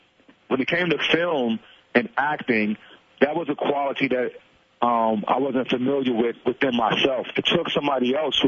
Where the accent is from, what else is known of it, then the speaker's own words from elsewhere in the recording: Brooklyn, New York, United States; also born or lived in Staten Island; Growing up in Brooklyn, Brownsville, and Staten Island, I didn't have a lot of optimism.